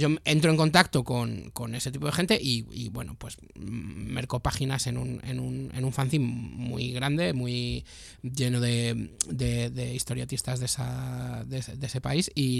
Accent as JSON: {"language": "Spanish", "country": "Spain", "tie": "born there", "said": "Y claro, con la mala pata que yo nací en España, entonces esto de qué va."}